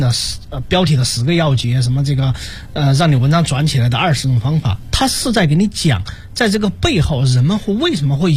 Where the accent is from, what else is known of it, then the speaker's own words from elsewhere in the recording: Guizhou, China; 比如说我是从贵州来的，那贵州你就会发现他的这个那儿呢吃饭他的口味，他喜欢吃辣的